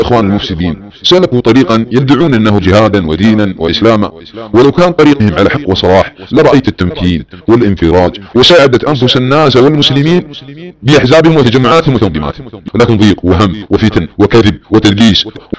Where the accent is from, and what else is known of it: Saudi Arabia